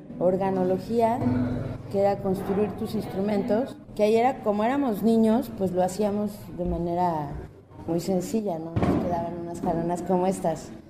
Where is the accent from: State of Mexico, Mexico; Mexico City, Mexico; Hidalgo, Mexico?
Mexico City, Mexico; moved away as an adult; now in Xalapa, Mexico; yo estudié en la Universidad Veracruzana, yo me salí del DF a los 18. Empecé a venir mucho a Veracruz, decidí irme a Jalapa